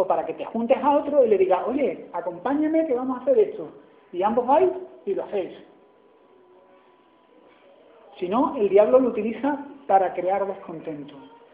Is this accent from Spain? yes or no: yes; Andalusia, Spain; porque soy andaluz y siempre he sido guasa